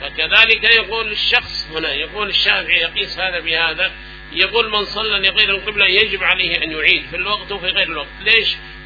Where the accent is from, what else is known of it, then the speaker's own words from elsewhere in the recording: Yemen; سواء كان عندنا في اليمن